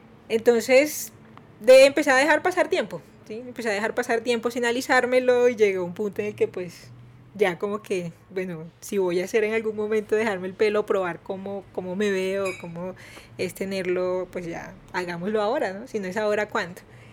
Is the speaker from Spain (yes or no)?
no; Barranquilla, Atlántico, Colombia; soy de Barranquilla.